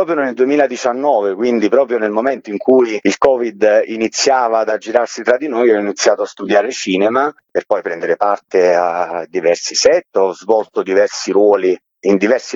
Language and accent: Italian; Salerno, Campania, Italy; io sono originario di Salerno